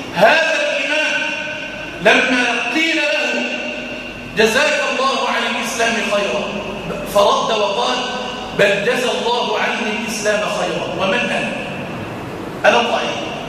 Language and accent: Arabic; Egypt; اللهم اجعل بلدنا مصر في كنفك وأمانك